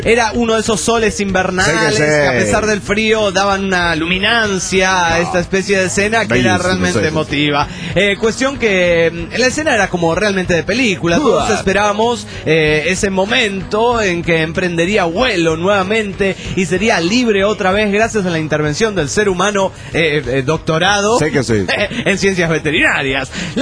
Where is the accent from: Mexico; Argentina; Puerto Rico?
Mexico; Nuevo Laredo, Tamaulipas; de Narcolaredo, México.